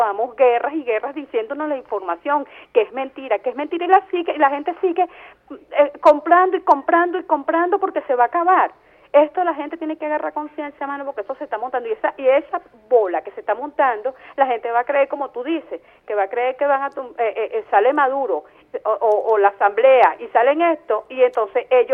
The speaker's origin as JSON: {"language": "Spanish", "country": "Venezuela", "said": "nosotros los venezolanos"}